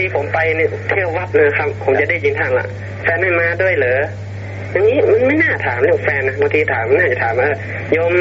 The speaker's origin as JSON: {"language": "Thai", "region": "Chiang Mai", "country": "Thailand", "said": "ผมเป็นคนเชียงใหม่"}